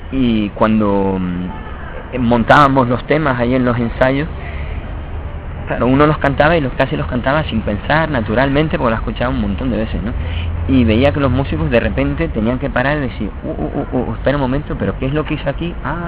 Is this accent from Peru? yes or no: no; Las Palmas de Gran Canaria, Canary Islands, Spain; Yo soy nacido en Las Palmas de Gran Canaria. Mi padre era malagueño, mi madre de Las Palmas de Gran Canaria también. Yo soy del barrio de Arenales.